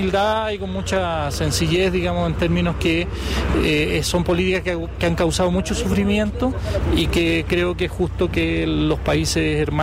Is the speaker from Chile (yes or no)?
yes; Chile; a nosotros como chilenos nos ha tocado una tarea ingrata en realidad